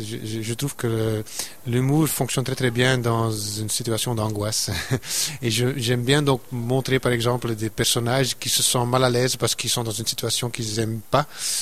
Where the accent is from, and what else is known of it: Flanders, Belgium; accent: Flemish; first language Dutch; French is a second language